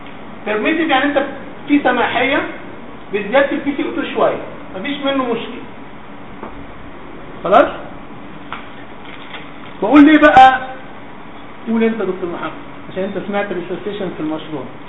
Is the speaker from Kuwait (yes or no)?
no; Egypt; في تركيز بره اللي هو ال 4.2 ده بره، مش عندنا في مصر يعني.